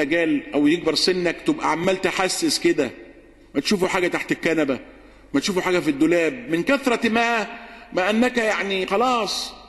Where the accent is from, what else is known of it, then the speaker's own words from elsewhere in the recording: Egypt; واجعل بلدنا مصر سخاء رخاء